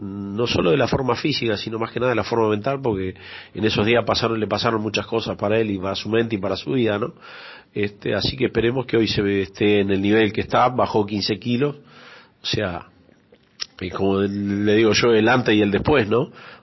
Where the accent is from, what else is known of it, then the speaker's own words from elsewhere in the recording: Uruguay; yo estoy en Uruguay, pero soy más argentino que, soy de origen uruguayo, soy más argentino que uruguayo.